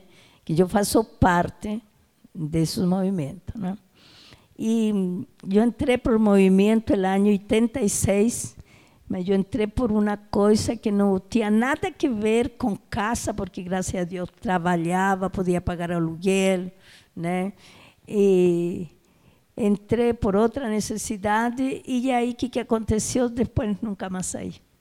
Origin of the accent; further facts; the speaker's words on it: Chile; Portuguese is a second language; now in Brazil; eu sou brasileira, sou chilena, né? Cheguei aqui no ano de 1960, né? E eu vim com outras colegas, né, em busca de coisas melhores que não tínhamos no nosso país, né?